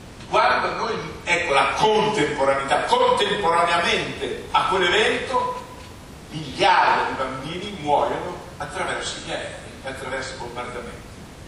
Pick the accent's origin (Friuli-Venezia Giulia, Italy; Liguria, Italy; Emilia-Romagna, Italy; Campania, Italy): Emilia-Romagna, Italy; Vedere che la Romagna, la mia terra, che nego che sia la mia terra